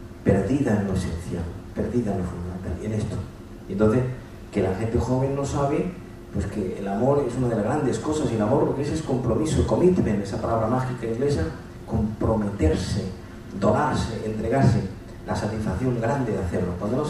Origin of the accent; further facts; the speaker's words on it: Andalusia, Spain; En Andalucía, que es de donde yo soy, a los médicos psiquiatras se les llama médico de los nervios.